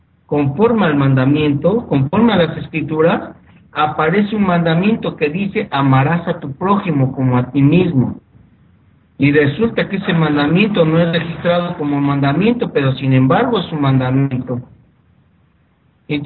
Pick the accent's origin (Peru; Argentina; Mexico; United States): Mexico; En mi país, en México